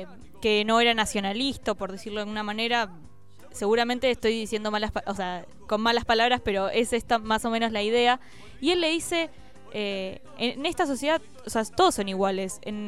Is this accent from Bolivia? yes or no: no; Argentina; Esa cosa que tenemos, por lo menos los argentinos, que yo es lo que puedo ver en mi país